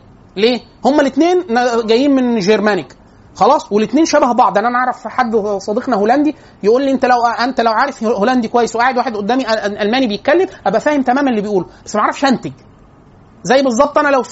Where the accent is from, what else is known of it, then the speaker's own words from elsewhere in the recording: Upper Egypt, Egypt; accent: close to Cairene; انا كنت من الصعيد، من محافظه وكانوا بيعتبروني خواجة. انا بتكلم لهجة اقرب للقاهرية. كانوا بيقعدوا معايا في اوائل لما كنت مغترب وانا في اسيوط